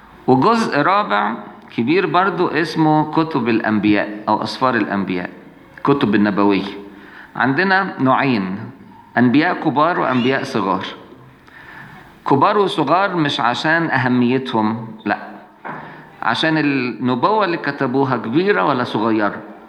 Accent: Egypt; عشان يضايقونا احنا كمصريين

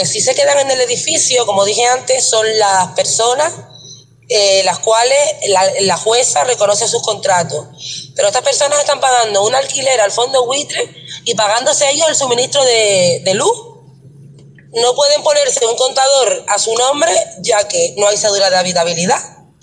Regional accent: Buenavista del Norte, Canary Islands, Spain; Si yo soy de Buenavista, O sea, yo, no, yo me tengo que ir de mi pueblo

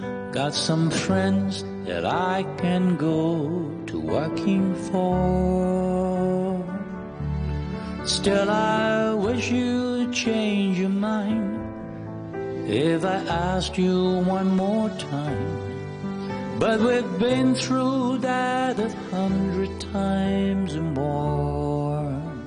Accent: Hong Kong; 係我哋香港人或者中國人咧最重要最重要嘅嚇時刻嚟

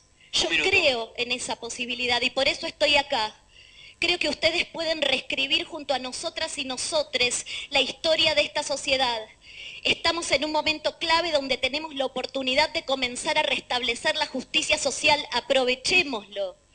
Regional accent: Argentina; Soy mujer, ciudadana argentina y potencial persona gestante.

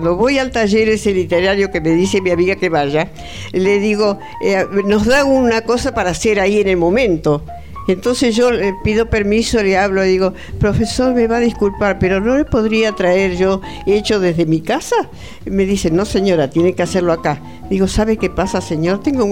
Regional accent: La Plata, Buenos Aires Province, Argentina; also born or lived in Azul; Sí, sí, a los 3 meses me llevaron a La Plata. ¿Viste? Y después ya ahora me vengo a ver. Acá tengo familia.

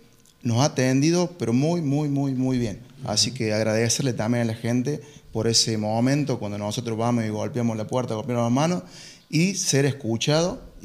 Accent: General Paz, Argentina; porque vivimos en General Paz, somos oriundos de General Paz

